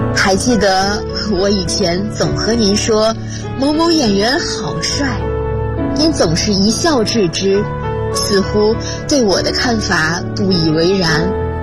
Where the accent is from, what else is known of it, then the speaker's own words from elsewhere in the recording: Xuzhou, Jiangsu, China; 来自江苏徐州。我在南京大学，距离我的家乡344.1公里。